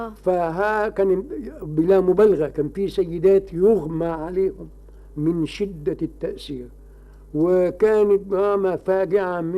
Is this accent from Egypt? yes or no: yes; Egypt; دي ما حدش بيسمع بها عندنا في مصر